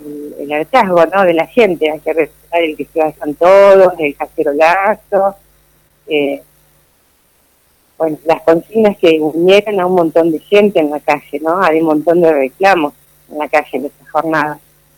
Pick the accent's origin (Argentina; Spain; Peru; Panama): Argentina; Entre Ríos; yo no viví aquí, soy entrerriana … somos entrerrianos, digamos, y el lugar de donde provengo, donde crecí, a pesar de ser un lugar muy pequeño